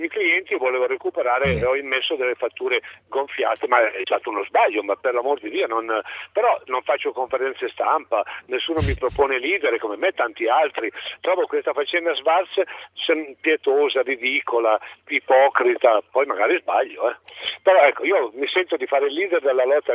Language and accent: Italian; Florence, Tuscany, Italy; No, io sono fiorentino.